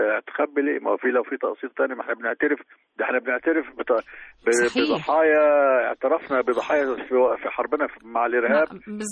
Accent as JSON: {"language": "Arabic", "country": "Egypt", "said": "في اماكن كتير في مش عندنا في مصر وبس، لا اللي حصل عندنا قبل كده"}